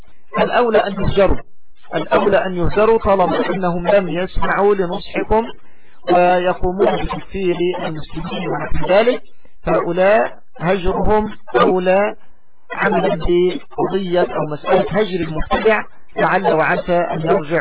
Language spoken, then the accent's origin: Arabic; Egypt; يعني بالتوقيت الصيف عندنا في مصر